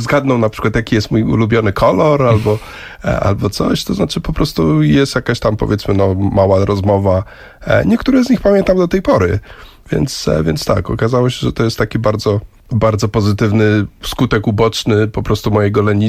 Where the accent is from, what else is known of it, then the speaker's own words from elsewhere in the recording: Łódź, Łódź Voivodeship, Poland; born there; also born or lived in Kenya; urodziłem się rzeczywiście w Łodzi, ale w wieku 4 lat wyjechaliśmy z rodzicami do Kenii. Tam mieszkałem 2 lata, więc do żłobka chodziłem w Polsce, do przedszkola w Kenii.